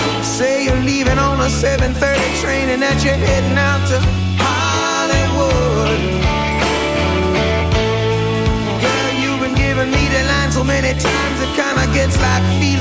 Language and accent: Italian; Teramo, Abruzzo, Italy; io sono abruzzese, sono di Teramo per la precisione